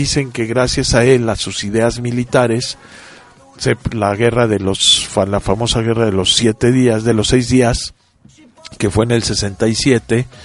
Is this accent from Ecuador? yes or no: no; Mexico; por lo menos en México, jamás en la vida de mi vida como mexicano he comido un dátil fresco.